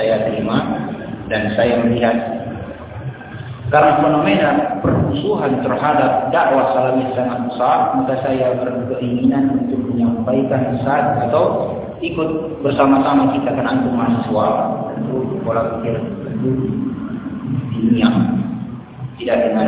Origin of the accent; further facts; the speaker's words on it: Medan, North Sumatra, Indonesia; born there; Lahir di Medan tahun 81.